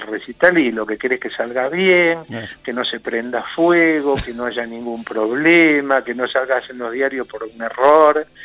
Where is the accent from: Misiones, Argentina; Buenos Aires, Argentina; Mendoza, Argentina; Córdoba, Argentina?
Buenos Aires, Argentina; now in La Pampa, Argentina; porque como yo no soy de acá, yo soy porteño